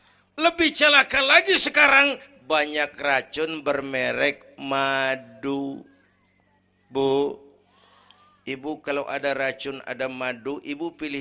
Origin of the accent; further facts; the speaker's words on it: Kebayoran, Jakarta, Indonesia; born there; Bahwa saya lahir di Kebayoran, itu mah kebetulan.